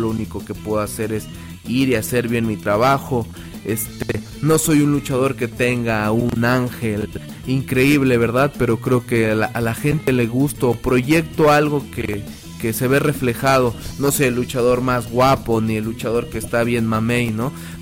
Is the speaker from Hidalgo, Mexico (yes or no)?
yes; Tulancingo, Hidalgo, Mexico; Soy un hidalguense, orgullosamente tulancinguense, hidalguense.